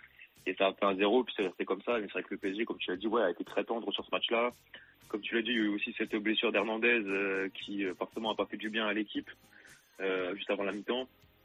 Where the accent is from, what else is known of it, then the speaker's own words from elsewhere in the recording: France; En tant que Français, je parle voilà